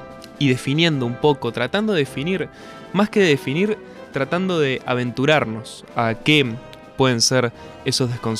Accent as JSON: {"language": "Spanish", "country": "Uruguay", "said": "nos identifica a todos como uruguayos"}